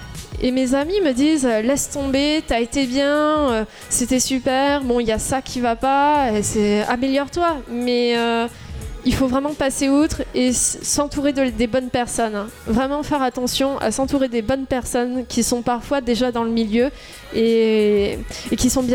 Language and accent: French; Toulouse, Occitanie, France; surtout qu'on est tous de Toulouse